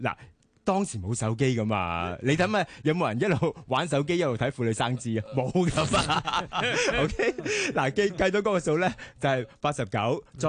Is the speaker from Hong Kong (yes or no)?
no; Canada; 大家都知道我细个喺加拿大啦